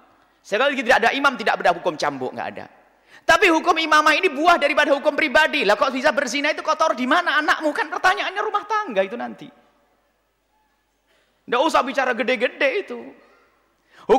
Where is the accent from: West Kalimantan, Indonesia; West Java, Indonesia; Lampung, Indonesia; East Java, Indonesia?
East Java, Indonesia; Ponorogo; saya itu juga asli Ponorogo, cuman saya kaya di sini, lupa ini